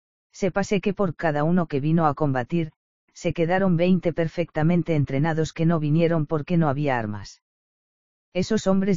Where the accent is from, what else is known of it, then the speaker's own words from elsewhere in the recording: Cuba; porque siento vergüenza, como cubano, que unos hombres sin entrañas, con sus crímenes incalificables, hayan deshonrado nuestra patria ante el mundo